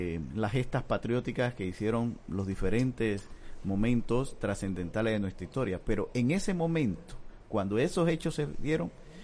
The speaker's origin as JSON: {"language": "Spanish", "country": "Panama", "said": "tenemos la nación consolidada como panameños"}